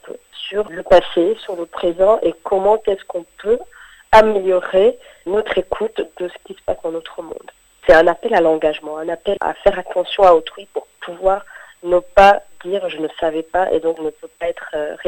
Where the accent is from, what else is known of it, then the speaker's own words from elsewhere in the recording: France; en tant que Français, on peut ne pas rester indifférent